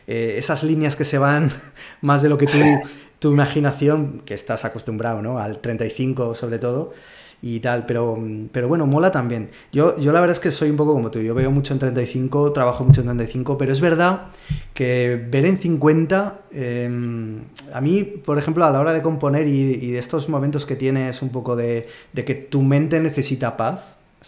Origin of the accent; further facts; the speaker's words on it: Zaragoza, Aragon, Spain; estuve fotografiando mucho o me obligué a fotografiar mucho en Zaragoza. Y que es de donde soy yo.